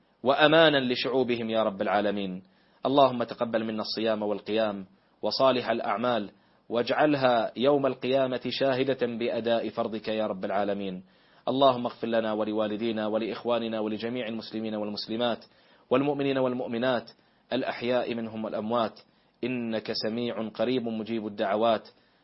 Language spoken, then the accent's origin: Arabic; Bahrain; اللهم احفظ بلادنا البحرين